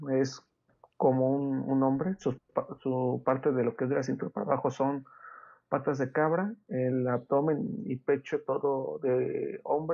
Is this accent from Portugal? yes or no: no; Pénjamo, Guanajuato, Mexico; aquí de donde soy, de Guanajuato, Pénjamo, Guanajuato